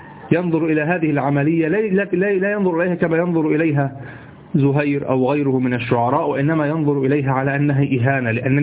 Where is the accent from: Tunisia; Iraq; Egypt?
Egypt; عندنا في مصر